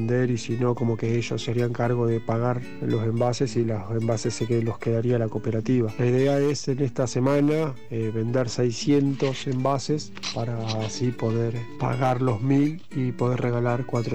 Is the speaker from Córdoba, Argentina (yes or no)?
no; Santa Fe, Argentina; yo soy de la ciudad de Santa Fe, capital